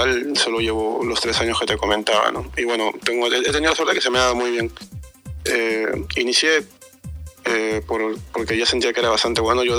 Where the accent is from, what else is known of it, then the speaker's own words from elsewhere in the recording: Peru; peruano, tengo 24 años.